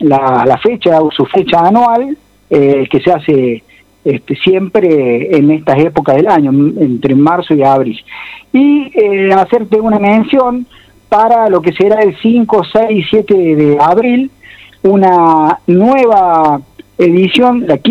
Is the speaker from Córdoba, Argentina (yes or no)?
yes; Capilla del Monte, Córdoba, Argentina; En el caso mío, que soy de acá de Capilla del Monte, las cercanías